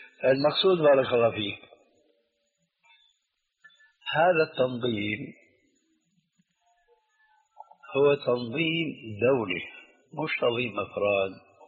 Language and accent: Arabic; Syria; انا باعتباري سوري يعني اخذت عجوة من سوريا